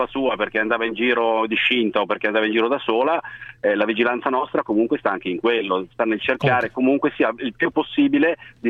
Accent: Milan, Lombardy, Italy; now in Venice, Italy; sono a Venezia ma sono di Milano.

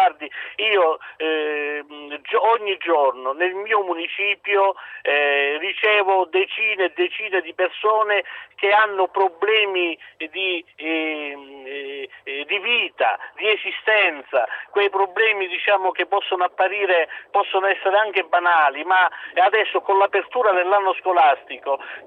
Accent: San Lorenzo del Vallo, Calabria, Italy; Il mio paese si chiama San Lorenzo del Vallo, sì

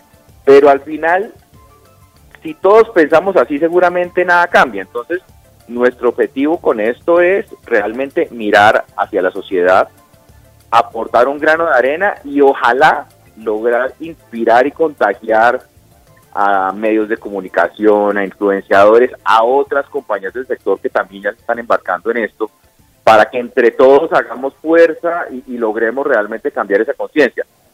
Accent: Colombia; Así somos los colombianos, posiblemente.

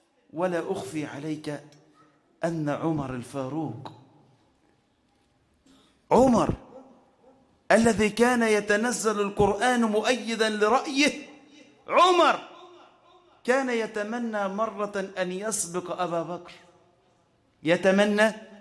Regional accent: Egypt; اللهم اجعل بلدنا مصر واحة للأمن والأمان والسلامة

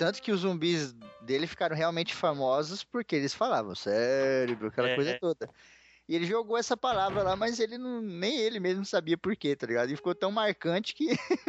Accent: São Paulo, Brazil; Eu sou de São Paulo, cara.

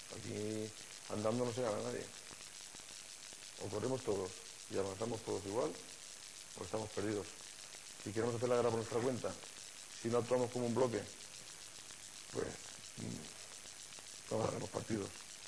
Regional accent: Valencian Community, Spain; now in Elche, Spain; Yo soy valenciano, pero mi corazón es ilicitano. Llevo aquí mucho tiempo en Elche y soy, me considero uno más

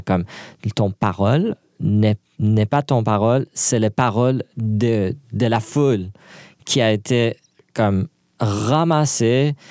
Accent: Iran; Puis moi, je suis loin de l'Iran.

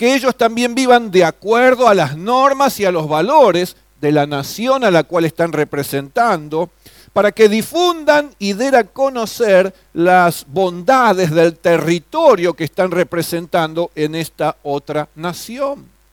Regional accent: Argentina; Como ciudadanos argentinos, nuestra bandera, nuestro símbolo patrio es esta celeste y blanca con el sol en el medio también.

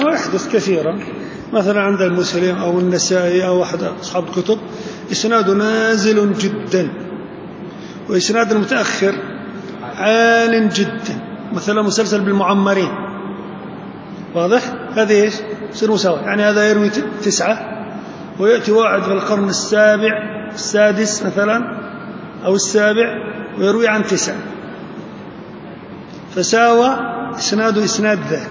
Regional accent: Jordan; مثل واحد عندنا في الأردن أسانيد مدخولة

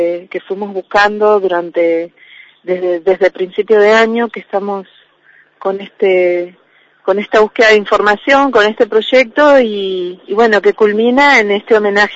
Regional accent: Trelew, Chubut, Argentina; en mi caso soy de Trelew, y desde ahí, desde esos lugares, venimos viajando durante varios meses al Viedma

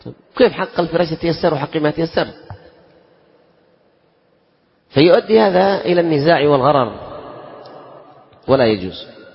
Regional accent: Yemen; إذن هذه لا يمكن أن نسلم فيها عندنا في اليمن

